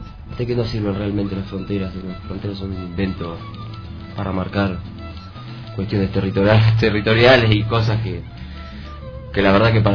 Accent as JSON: {"language": "Spanish", "region": "La Pampa", "country": "Argentina", "said": "La Pampa es prácticamente nuestra madre, ¿no? Somos de ese lugar"}